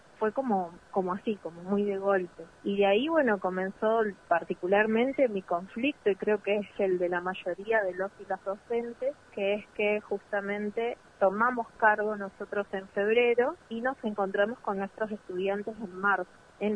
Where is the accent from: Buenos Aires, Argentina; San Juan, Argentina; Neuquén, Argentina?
Neuquén, Argentina; Chos Malal; soy de Chosmalal.